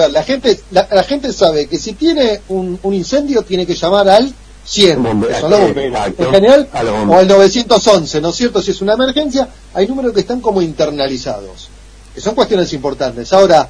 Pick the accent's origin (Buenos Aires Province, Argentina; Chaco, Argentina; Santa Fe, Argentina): Buenos Aires Province, Argentina; Quilmes; now in Avellaneda, Argentina; Yo vengo de Quilmes, que estoy en Avellaneda de Lanús hace unos 8 años, yo cumplí 8 años, pero vengo de Quilmes.